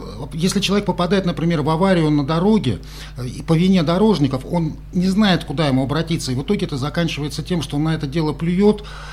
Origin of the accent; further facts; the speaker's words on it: Moscow, Russia; Я этого как москвич